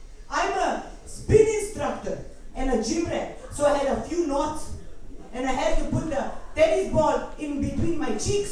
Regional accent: Klagenfurt, Carinthia, Austria; also born or lived in Slovenia; I grew up in Klagenfurt. Well, I was born in Slovenia, but grew up in Klagenfurt, Austria.

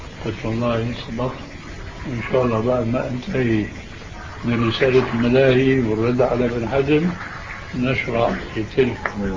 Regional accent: Syria; اللي بيسموها عندنا في الشام

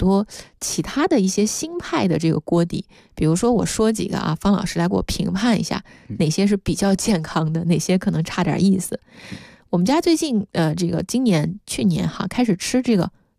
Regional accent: Sichuan, China; 这个因为我老家是四川的嘛

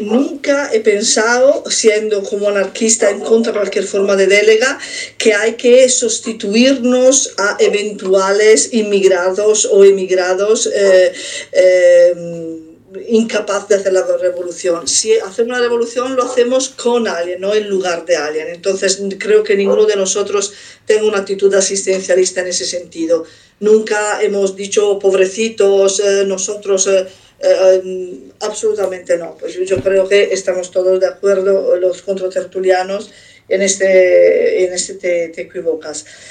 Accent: Italy; moved away; yo también soy inmigrante, vengo de Italia, pero como soy ariana físicamente y no soy negra, paso bastante desapercibida.

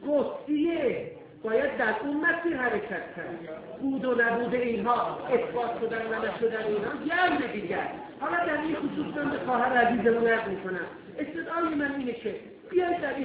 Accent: Iran; ما ایرانی هستیم، در آذربایجان و کفکاز نژادهای مختلفی از ایرانیان زندگی کردن

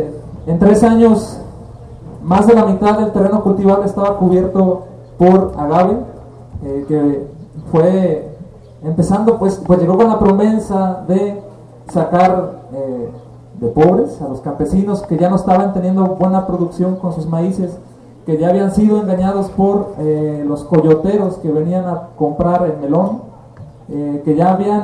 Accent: La Ciénega, Jalisco, Mexico; vengo del ejido de la Ciénega, Jalisco. Como dice Pepe, pues muy cerca de aquí, vecino de esta región, de la región llamada, denominada Sierra de Amula. Estamos a 40 kilómetros más o menos de aquí, de San Isidro. Pertenezco a una familia campesina.

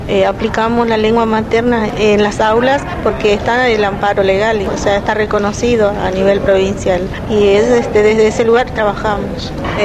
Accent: Formosa, Argentina; Nosotros venimos de la provincia de Formosa, precisamente del barrio Namcom, que queda a 10 kilómetros de la ciudad.

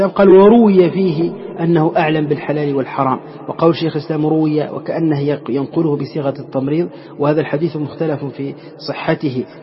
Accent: Morocco; ونحن عندنا في المغرب يعني العربي وفي تونس خاصة

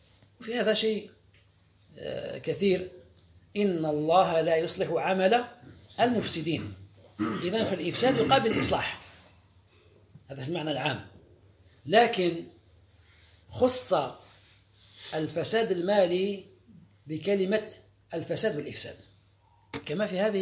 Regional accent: Algeria; هذا المصطلح اليوم في القوانين الوضعية عندنا في الجزائر هنا

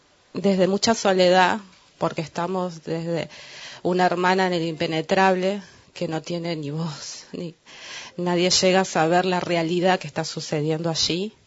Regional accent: Chilecito, La Rioja, Argentina; también de Chilecito

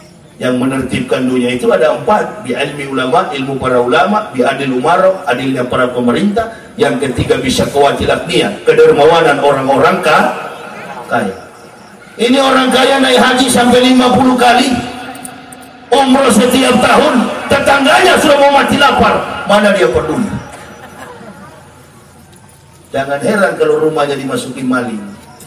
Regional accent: Manado, North Sulawesi, Indonesia; Saya orang Manado, dari kecil sampai besar umat Islam di Manado. Dulu saya masih kecil, hanya 11 kepala rumah tangga di kampung saya.

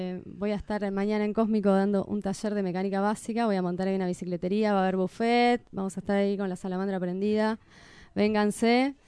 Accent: Tres Arroyos, Buenos Aires Province, Argentina; soy de Tres Arroyos, donde la sensación térmica está en los 5 o 6 bajo cero a la mañana.

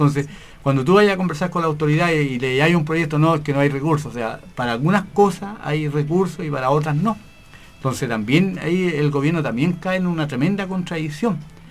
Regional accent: Chile; las necesidades básicas que tenemos como familia chilena.

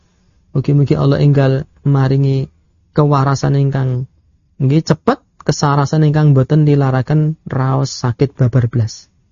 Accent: Bayat, Central Java, Indonesia; Kula nggih nderek pitepangan kula saking Bayat hadine ngrat gitu. Bapak kula menika rumiyin hobi jimat. Hobi kuburan lan Islam mambu-mambu kejawen.

